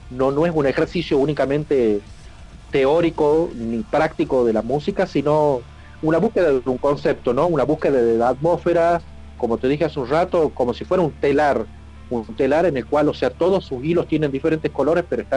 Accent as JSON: {"language": "Spanish", "region": "Salta", "country": "Argentina", "tie": "born or raised there", "said": "tengo 48 años, soy nacido en Salta, toco dentro de las ramas del metal desde chico"}